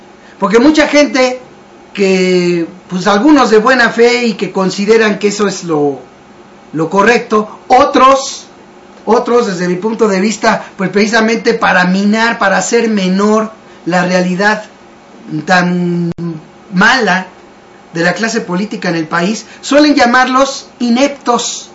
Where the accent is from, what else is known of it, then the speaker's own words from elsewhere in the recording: Mexico; el resto, que somos los mexicanos que financiamos, a final de cuentas, el gobierno